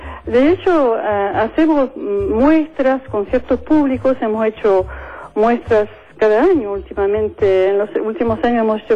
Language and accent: Spanish; France; Spanish is a second language; now in Argentina; Yo soy francesa.